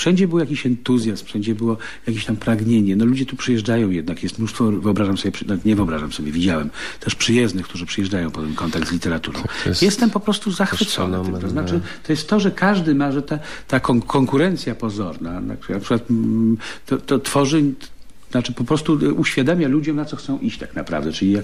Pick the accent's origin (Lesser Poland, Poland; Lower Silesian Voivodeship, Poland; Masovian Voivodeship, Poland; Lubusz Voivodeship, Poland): Masovian Voivodeship, Poland; Warsaw; ja jestem, no, z Warszawy.